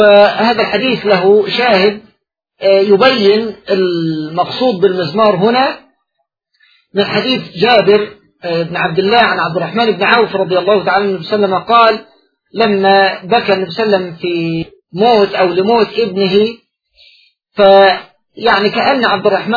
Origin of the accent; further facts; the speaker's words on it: Egypt; كما هو موجود فيما يعرف عندنا في مصر بالطار البلدي